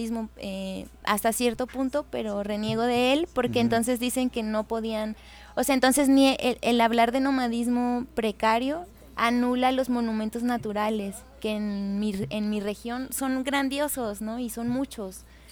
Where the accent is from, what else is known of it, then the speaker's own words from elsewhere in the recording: Monterrey, Nuevo León, Mexico; Que yo soy originaria de Monterrey